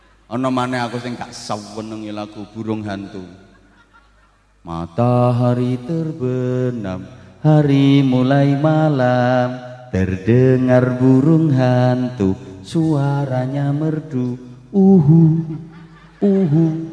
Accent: Bojonegoro, East Java, Indonesia; Ini versi daerah saya Bojonegoro.

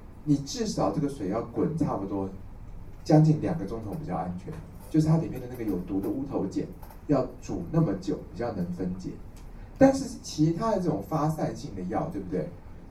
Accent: Taiwan

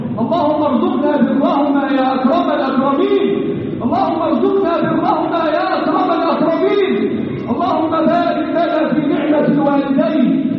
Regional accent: Egypt; اللهم احفظ بلدنا مصر

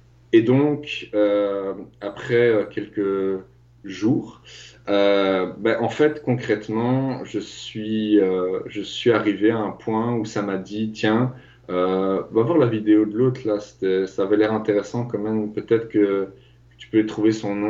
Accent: Belgium; il a fallu, en fait, concrètement, que mon père me renvoie dans mon pays d'origine, parce que je dois dire que j'étais en Afrique. Et donc, il m'a ramené dans mon pays d'origine en Belgique.

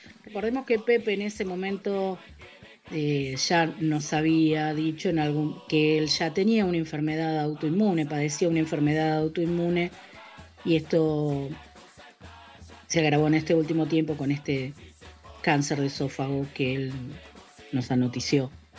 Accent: Uruguay; Lo que nos ha pasado como pueblo, como sociedad uruguaya

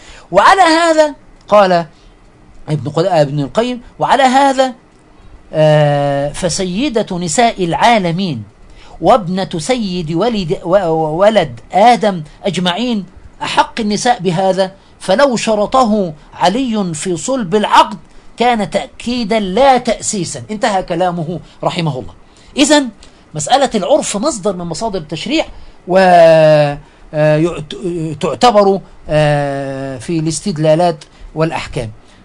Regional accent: Egypt; فيما يحدث عندنا في مصر حفظها الله ورعاها

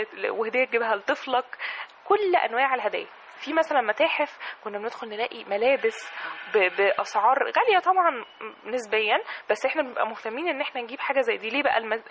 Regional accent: Egypt; إحنا محتاجين الفنانين التشكيليين وفنانين العمارة عندنا في مصر

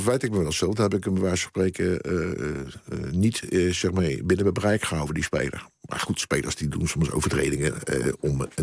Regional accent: Scheveningen, South Holland, Netherlands; Ja, dat zat gewoon bij ons in Scheveningen zijn zo.

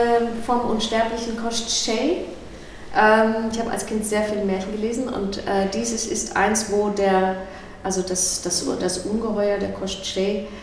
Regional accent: East Berlin, Berlin, Germany; Ich bin also aus Ost-Berlin und bin auch mit Matryoshkas aufgewachsen.

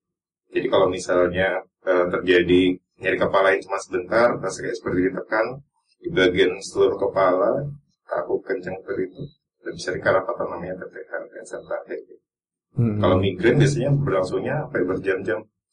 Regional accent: Tarakan, North Kalimantan, Indonesia; born there; now in Yogyakarta, Indonesia; Kalau saya agak Was ya, dari Bapak Ibu asli Temanggung. Jadi saya dulu lahir di Kalimantan.

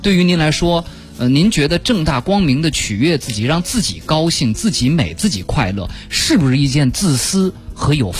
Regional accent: China; 好像这是我们中国人心目中固有的一个衡量事情的标准吧。

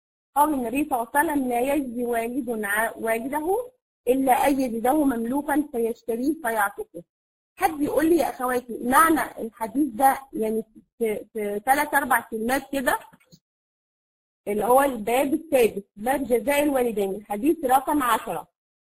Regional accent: Egypt; فانا يعني الوقت سرق يعني زي ما بنقول عندنا في مصر

